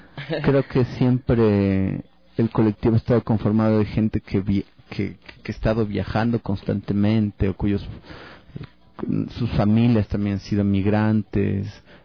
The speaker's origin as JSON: {"language": "Spanish", "country": "Ecuador", "said": "En realidad todos nos definimos como ecuatorianos, en realidad esta idea de ecuatorianidad es tan cerrada."}